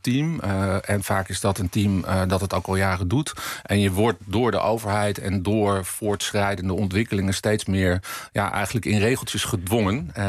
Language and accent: Dutch; Laren, North Holland, Netherlands; Ik kom zelf uit Laren, dorp naast Blaricum.